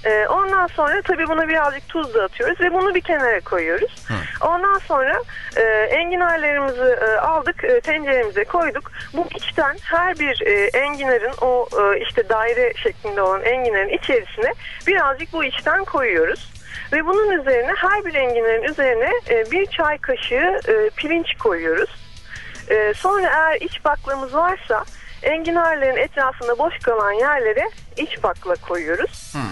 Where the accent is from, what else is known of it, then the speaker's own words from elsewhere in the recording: Ankara, Turkey; Ben Ankaralıyım.